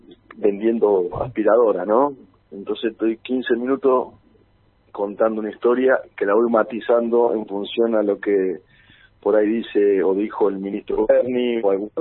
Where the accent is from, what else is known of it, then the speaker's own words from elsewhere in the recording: Algarrobo, Buenos Aires Province, Argentina; mi pueblo que se llama Algarrobo, que ahí, yo soy de ahí también, yo soy de todo ese partido que es un partido grande que se llama Villarino. Está partido en dos zonas, que es donde nací yo, que es Algarrobo y Médanos